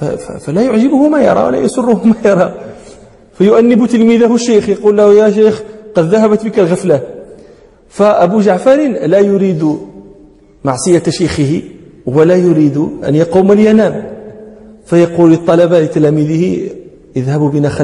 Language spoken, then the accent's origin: Arabic; Morocco; يعني بعض المتكلمين هنا عندنا في المغرب ينطقون بها